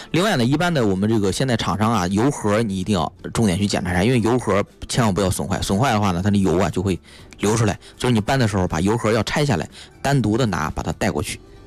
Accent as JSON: {"language": "Chinese", "country": "China"}